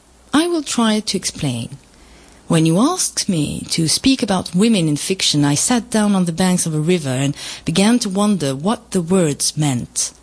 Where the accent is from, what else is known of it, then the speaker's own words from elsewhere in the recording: France; que soy francesa de familia y ascendencia peruana.